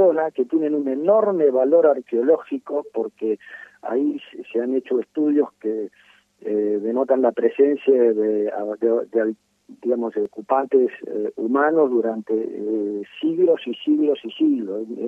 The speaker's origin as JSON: {"language": "Spanish", "town": "Rosario", "region": "Santa Fe", "country": "Argentina", "said": "simplemente como ciudadanos rosarinos"}